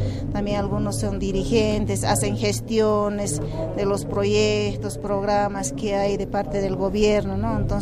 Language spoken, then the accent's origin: Spanish; Bolivia; Como somos bolivianos, ¿no?